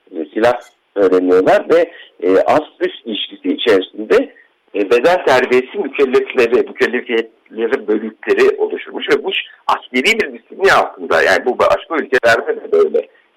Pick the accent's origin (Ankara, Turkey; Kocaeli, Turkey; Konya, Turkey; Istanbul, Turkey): Ankara, Turkey; Ya ben çocukken Ankara'da babamla böyle bir yer vardı.